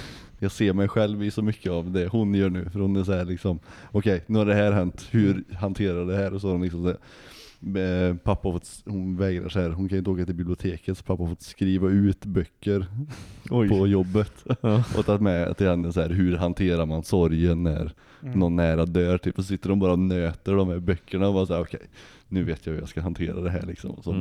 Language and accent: Swedish; Åmål, Västra Götaland County, Sweden; Jag har varit mycket hemma i Åmål och hängt med farsan.